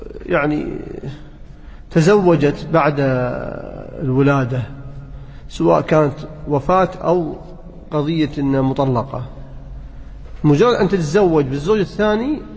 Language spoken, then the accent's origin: Arabic; Kuwait; عندنا بالكويت لا، بعد 14 أو 15 سنة